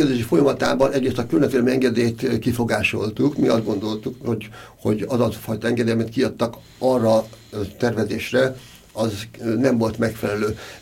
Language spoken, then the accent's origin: Hungarian; Budapest, Hungary; én Erzsébetvárosban, meg született Erzsébetváros vagyok, tehát azt merem mondani, hogy is ott laktam, ott születtem egész életemben